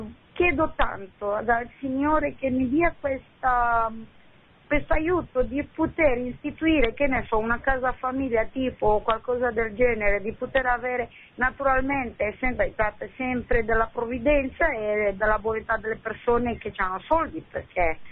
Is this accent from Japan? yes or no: no; Romania; now in Bologna, Italy; io sono romena